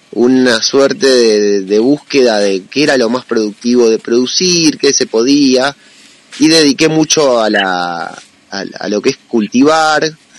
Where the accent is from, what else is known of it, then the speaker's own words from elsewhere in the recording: San Marcos Sierras, Córdoba, Argentina; Yo nací a la vera del Paraná, pero me crié acá en San Marcos Sierras. Llegué hace 41 años, cuando tenía uno nomás. Así que tuve una crianza serrana.